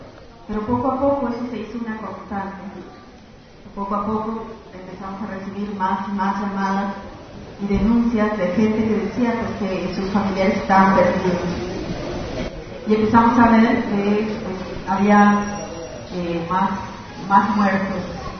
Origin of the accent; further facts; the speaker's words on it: Chihuahua, Mexico; yo soy de Chihuahua y desde 2007, cuando iba a mi tierra, cuando iba a Juárez